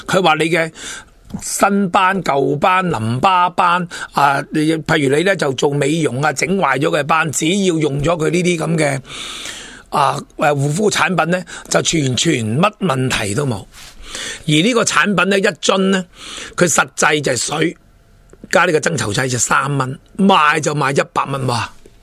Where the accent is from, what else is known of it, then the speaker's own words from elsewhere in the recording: Hong Kong; 亦即系我哋香港人好兴讲嘅老鼠会